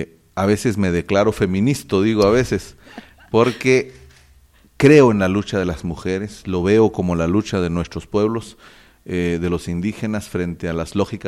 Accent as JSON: {"language": "Spanish", "town": "Cobán", "region": "Alta Verapaz", "country": "Guatemala", "tie": "born there", "said": "soy abogado, nací en Cobán"}